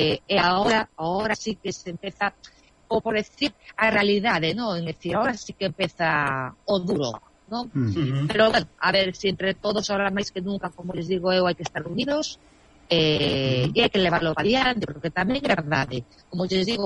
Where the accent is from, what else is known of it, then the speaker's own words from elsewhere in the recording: Galicia, Spain; Pero bueno, pero nós como galegos ou os españoles en general somos moi dados